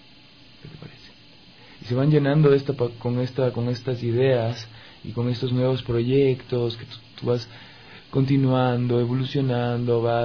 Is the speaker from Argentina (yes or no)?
no; Ecuador; traduce mucho de mi idiosincrasia como ecuatoriano